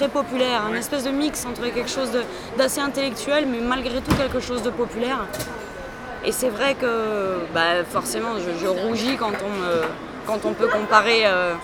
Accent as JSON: {"language": "French", "town": "Nancy", "region": "Grand Est", "country": "France", "tie": "born or raised there", "said": "Non, à Nancy, je suis de Lorraine, moi je suis de l'Est."}